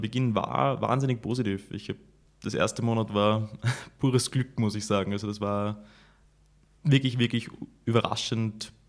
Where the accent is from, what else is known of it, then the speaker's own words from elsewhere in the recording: Graz, Styria, Austria; now in Chicago, United States; die amerikanischen Städte ja doch einfach ganz anders aufgebaut sind als Graz, wo ich aufgewachsen bin.